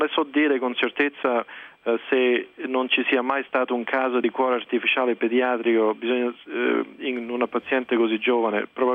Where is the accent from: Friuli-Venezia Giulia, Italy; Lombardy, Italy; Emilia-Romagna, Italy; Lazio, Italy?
Lazio, Italy; Rome; moved away as an adult; now in United States; io praticamente sono nato e cresciuto a Roma, ho fatto l'università a Roma e poi mi sono, diciamo, trasferito qui per negli Stati Uniti per studiare